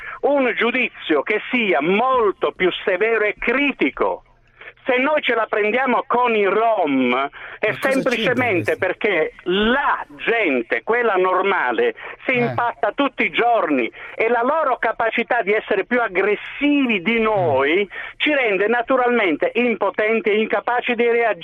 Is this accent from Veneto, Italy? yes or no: no; Bari, Apulia, Italy; Io sono di Bari